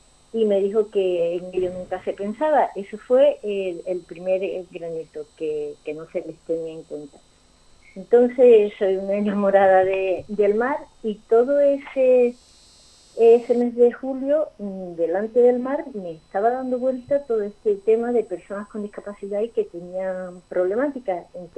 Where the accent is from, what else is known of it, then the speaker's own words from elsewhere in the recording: El Puerto de Santa María, Andalusia, Spain; moved away as an adult; now in Valladolid, Spain; Yo soy andaluza, creo que se nota, y me casé y me vine a Valladolid, madre de tres hijos